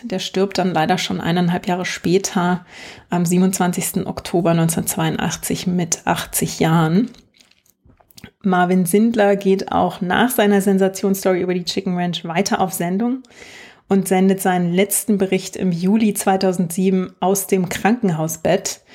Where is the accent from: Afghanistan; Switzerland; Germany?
Germany; East Germany; born there; Ich bin ziemlich ohne Disney aufgewachsen. Ich bin ja noch im Osten geboren